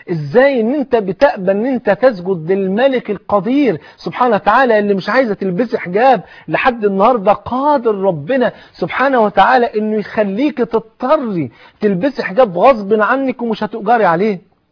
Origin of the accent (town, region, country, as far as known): Egypt